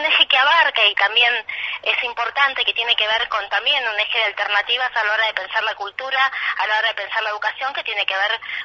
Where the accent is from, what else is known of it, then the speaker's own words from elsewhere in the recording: Argentina; como somos argentinos y las argentinas somos en general muy también